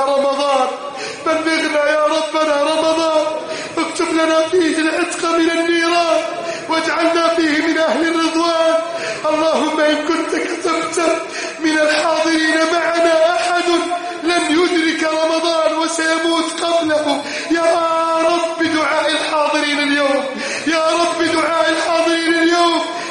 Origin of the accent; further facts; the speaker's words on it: Egypt; اللهم احفظ بلدنا مصر من كيد الكائدين